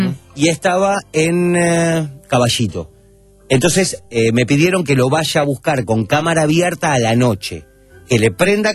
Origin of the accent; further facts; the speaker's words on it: Uruguay; Y aparte porque soy uruguayo y conocía más o menos Punta del Este.